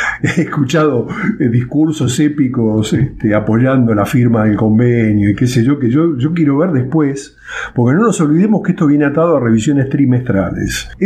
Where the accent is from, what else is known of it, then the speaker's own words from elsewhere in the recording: Argentina; Como argentinos, no quiero generalizar, pero por eso hice la distinción entre los porteños en primer lugar y después los que vivimos en grandes ciudades